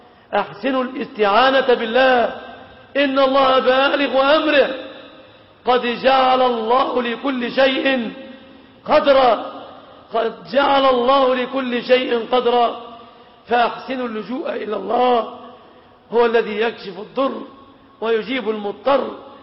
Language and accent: Arabic; Egypt; اللهم سلم بلادنا مصر